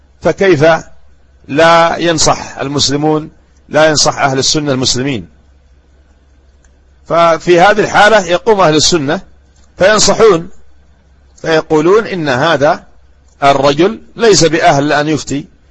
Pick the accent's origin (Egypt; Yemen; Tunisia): Yemen; ها هم ولاة الأمور عندنا في اليمن